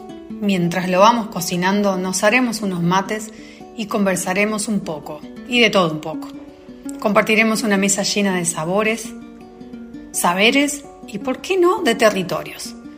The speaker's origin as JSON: {"language": "Spanish", "country": "Argentina", "said": "este aderezo que tanto nos caracteriza como argentinos"}